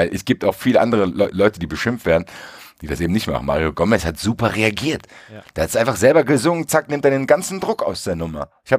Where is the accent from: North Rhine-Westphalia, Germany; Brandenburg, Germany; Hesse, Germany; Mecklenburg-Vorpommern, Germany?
Hesse, Germany; Frankfurt; Soll ich als Frankfurter dem dankbar sein, dass er in der Rhein-Neckar-Region irgendwelche Sachen investiert hat oder was?